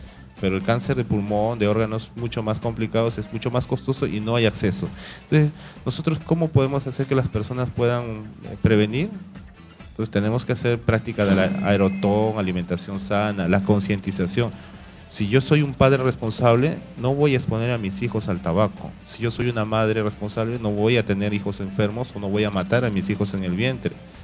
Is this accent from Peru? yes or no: yes; Carmen de la Legua, Callao, Peru; born there; Yo, por ejemplo, que trabajo, vivo en el Callao, nací en Carmen de la Legua